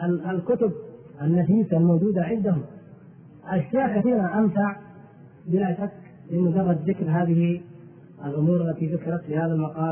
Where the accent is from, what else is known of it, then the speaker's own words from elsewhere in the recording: Turkey; Arabic is a second language; وما كان عندنا في تركيا ما نعتد به أو نفتخر به،